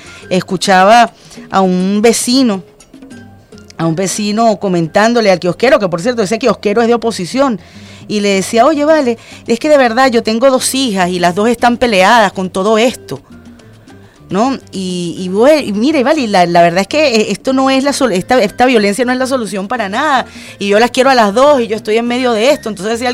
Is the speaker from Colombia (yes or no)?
no; Venezuela; aquí todos y todas somos venezolanos